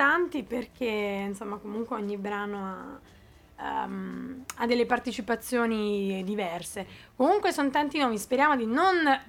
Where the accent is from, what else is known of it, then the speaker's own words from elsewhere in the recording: Lavello, Basilicata, Italy; Lavello è il mio paese, ecco, di origine, provincia di Potenza, ok? Le mie origini lucane, è giusto che vengano fuori